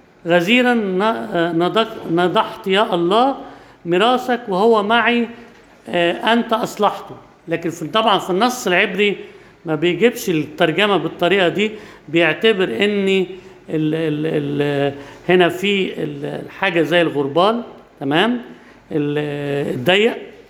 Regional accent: Egypt; مش عندنا في مصر بس،

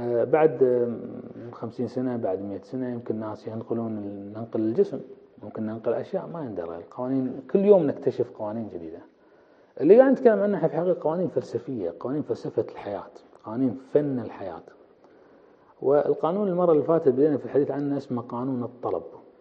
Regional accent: Kuwait; إحنا عندنا بالكويت المرأة العربية، المرأة الكويتية كذا، تتكلم كثير بس ما تطلب.

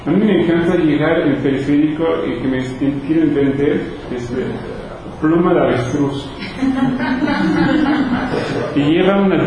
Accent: Louisiana, United States; Y otros países o estados donde yo crecí en Luisiana, ganan una miseria.

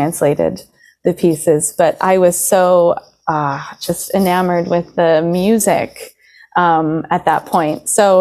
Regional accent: Traverse City, Michigan, United States; Oh, I grew up in Northern Michigan, a small town called Traverse City.

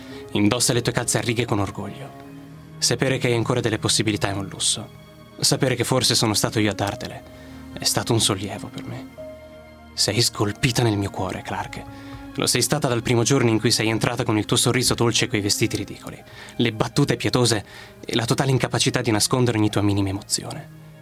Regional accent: Rimini, Emilia-Romagna, Italy; vengo da Rimini e ho 29 anni.

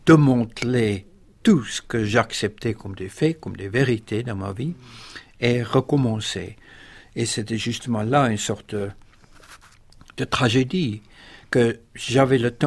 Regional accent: South Africa; première fois de ma vie que j'étais forcé de me rendre compte, non pas seulement de ce qui se passait chez moi en Afrique du Sud

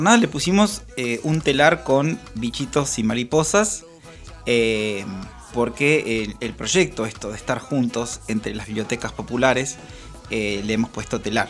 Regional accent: La Plata, Buenos Aires Province, Argentina; mira, soy platense y conocí a Arana hace poco

